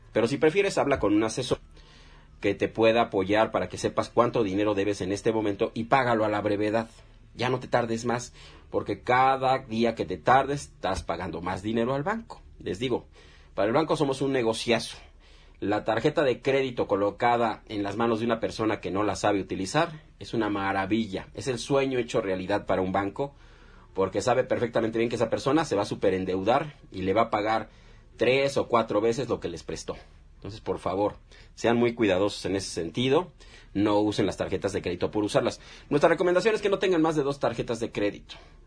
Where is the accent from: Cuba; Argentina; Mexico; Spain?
Mexico; Somos de México, mi estimado Fabricio. Somos mexicanos